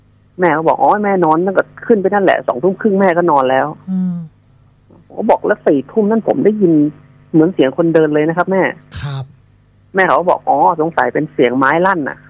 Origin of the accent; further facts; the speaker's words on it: Bangkok, Thailand; ผมไม่ใช่คนแถวนั้นผมเป็นคนกรุงเทพ